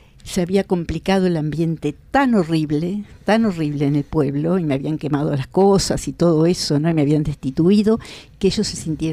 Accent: Rodó, Soriano, Uruguay; also born or lived in Rocha; a los dos años y me crié en un pueblo de Soriano, en Soriano. Rodó, que en esa época se llamaba Estación Drable.

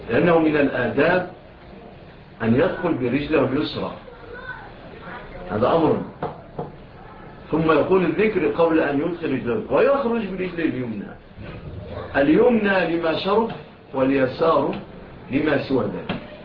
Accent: Egypt; إلى بلادنا مصر

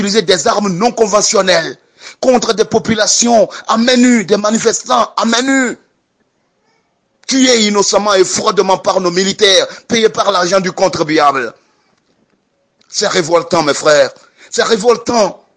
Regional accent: Togo; je suis togolais … prof de philosophie au lycée technique de Mango

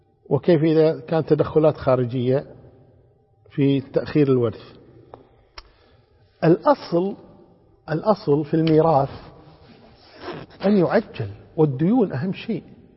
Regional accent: Kuwait; كما عندنا في الكويت لله الحمد والمنة

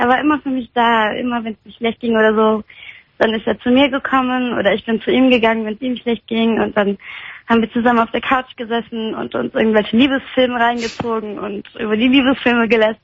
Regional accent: Poland; Also in unserer Heimat. Wir sind beide aus Polen.

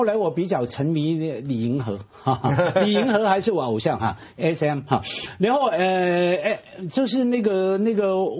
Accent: Hong Kong; 我作为香港人，我的文学滋养是在台湾那个部分的

